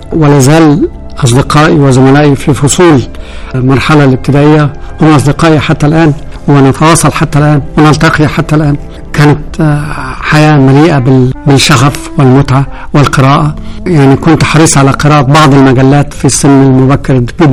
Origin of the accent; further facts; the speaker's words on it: Minya Governorate, Egypt; لكني ولدت وعشت في محافظة المنيا سنوات عمري. طفولتي كانت في قرية صغيرة في محافظة المنيا.